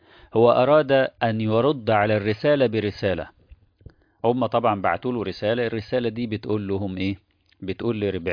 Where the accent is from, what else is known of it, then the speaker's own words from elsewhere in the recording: Egypt; من وجهة نظرنا احنا كمصريين مثلا